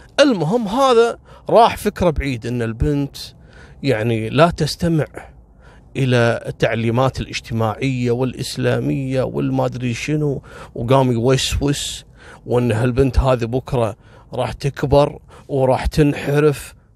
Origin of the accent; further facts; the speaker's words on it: Kuwait; وعذبوهم عندنا في الكويت في منطقة اسمها كبت